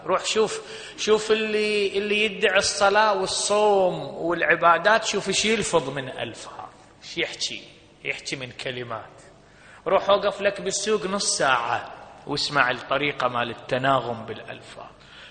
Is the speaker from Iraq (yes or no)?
yes; Iraq; انت تدري بعض العشائر عندنا بالعراق